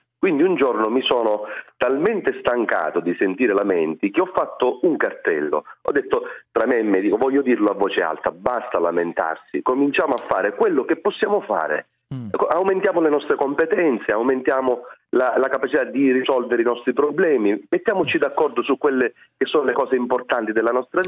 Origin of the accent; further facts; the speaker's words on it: Sicily, Italy; Poi io sono siciliano